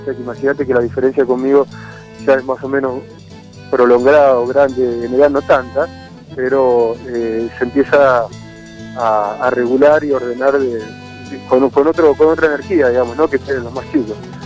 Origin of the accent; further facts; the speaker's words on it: La Pampa, Argentina; now in La Plata, Argentina; Desde el año 94 me fui a vivir allá, uh-huh, a La Plata, porque yo me crié mis últimos años en La Pampa.